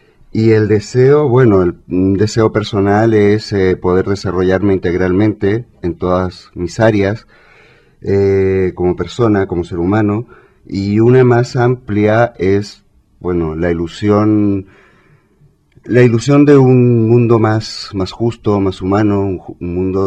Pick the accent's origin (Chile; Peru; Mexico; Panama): Chile; moved away as an adult; now in Spain; Yo lo descubrí en Chile, soy chileno, llegué aquí a España hace, bueno, ahora chileno-español, llegué a España hace más de 9 años ya.